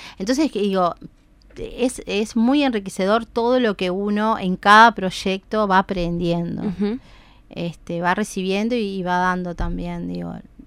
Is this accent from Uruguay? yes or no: yes; Uruguay; como tú uruguayo siempre dejamos todo para un momento